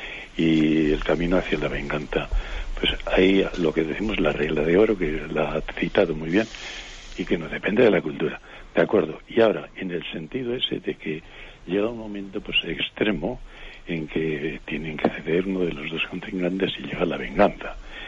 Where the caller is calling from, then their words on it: Vitoria, Basque Country, Spain; de Vitoria.